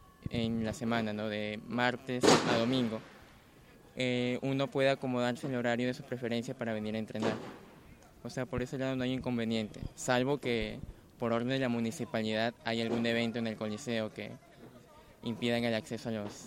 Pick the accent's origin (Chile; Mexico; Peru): Peru; Lambayeque; yo soy de Lambayeque, del norte del Perú.